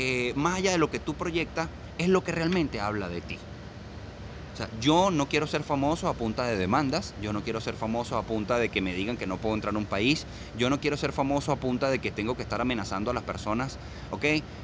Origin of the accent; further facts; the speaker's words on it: Venezuela; vamos a ser realmente los venezolanos arrechos que somos